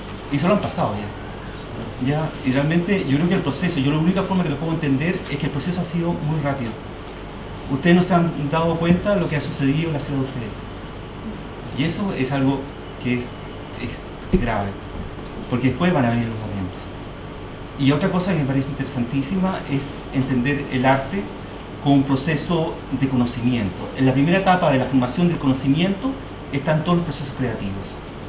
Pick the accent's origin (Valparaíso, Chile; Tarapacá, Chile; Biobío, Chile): Tarapacá, Chile; Iquique; Yo vengo de la ciudad de Iquique, y en esa ciudad se genera todo un movimiento social muy fuerte.